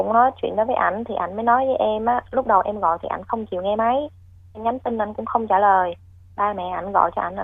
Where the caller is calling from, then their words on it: Ho Chi Minh City, Vietnam; Dạ, em gọi tới từ quận 12 chị.